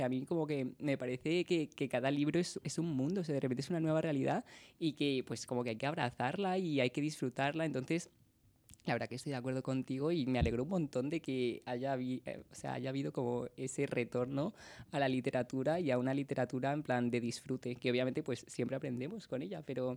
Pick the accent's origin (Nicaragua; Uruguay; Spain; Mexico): Spain; Madrid, Community of Madrid; mi familia pues de Canarias, pero yo soy de aquí de Madrid.